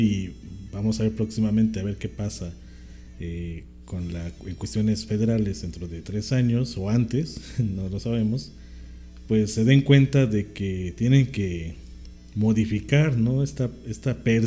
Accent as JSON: {"language": "Spanish", "country": "Mexico", "said": "pues de nosotros como mexicanos"}